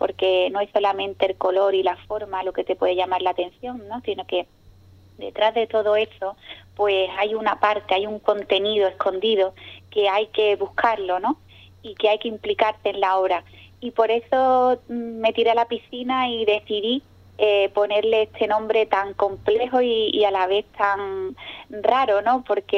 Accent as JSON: {"language": "Spanish", "town": "Ubrique", "region": "Andalusia", "country": "Spain", "tie": "born or raised there", "said": "ya hacía tiempo que no exponía aquí en mi pueblo, y la verdad que me apetecía el poder expresar y que vieran pues todo lo que estoy haciendo. Y nada, pues me decidí. Y en este mes de noviembre todos los ubriqueños van a poder disfrutar de mi obra."}